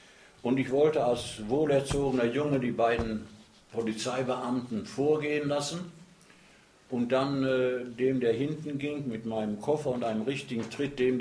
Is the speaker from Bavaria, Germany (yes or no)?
no; Dortmund, North Rhine-Westphalia, Germany; born there; Und das ist also in meinem dort in Scharnhorst bei Dortmund, wo ich geboren bin. Da war ich da in einer Bergarbeiterfamilie.